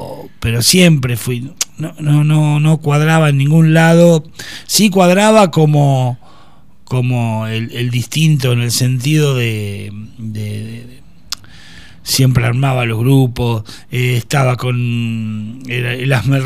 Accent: Tandil, Buenos Aires Province, Argentina; Yo soy nacido y criado acá en Tandil.

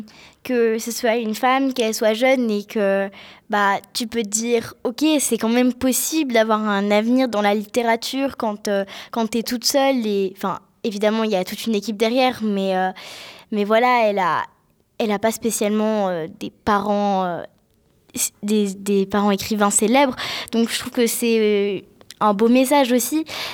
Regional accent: England, United Kingdom; Ma mère est anglaise et moi aussi je suis anglaise.

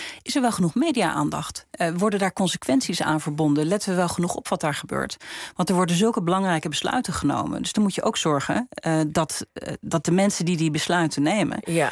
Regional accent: Netherlands; Maar ik vind op zijn minst dat wij als Nederlanders voorop zouden moeten lopen hierin.

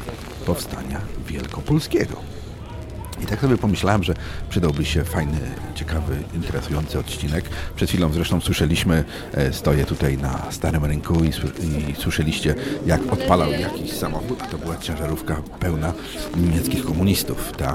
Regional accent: Poznań, Greater Poland Voivodeship, Poland; ta osoba bardzo mocno łączy się z Poznaniem, bo jestem rodowitym poznaniakiem i tą naszą poznańskość, wielkopolskość bardzo, bardzo kulturuje

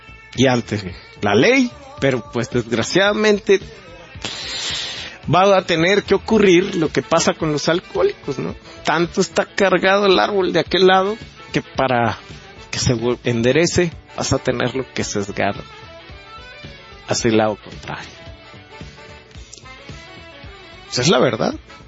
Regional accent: Mexico; Y no podemos, como sociedad, como mexicanos, dejar caer más esto.

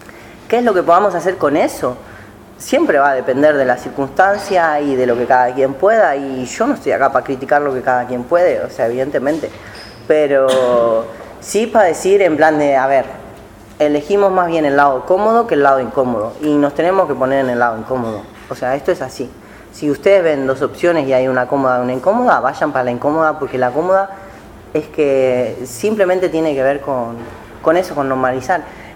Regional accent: Argentina; vengo de Argentina, peronista

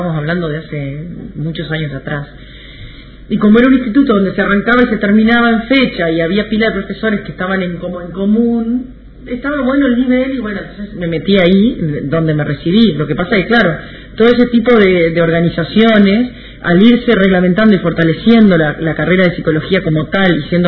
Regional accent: Paysandú, Uruguay; also born or lived in Montevideo; yo soy de Paysandú, del interior, y me tuve que volver a Paysandú porque pasaba en Montevideo sin clases y mis padres me llevaron otra vez para allá

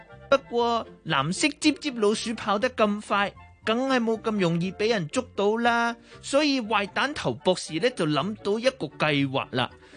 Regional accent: Japan; Cantonese is a second language; 各位老师，各位同学，大家好，我是来自日本的

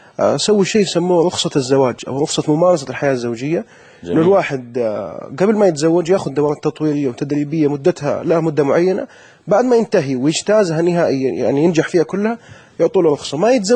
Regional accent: Saudi Arabia; نسبة الطلاق عندنا في السعودية

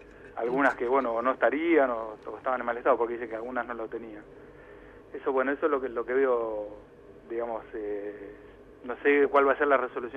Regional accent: Castelar, Buenos Aires Province, Argentina; yo soy de acá de Castelar

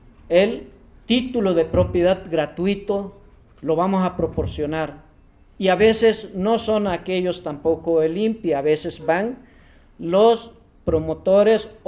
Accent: Chiapas, Mexico; yo fui de Chiapas y me siento, soy chiapaneco. Yo me siento en mi casa ahora que estoy.

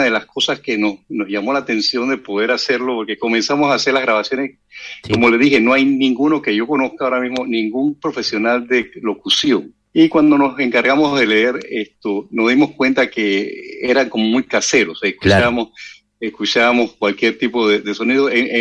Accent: Panama; Y yo soy el único panameño.

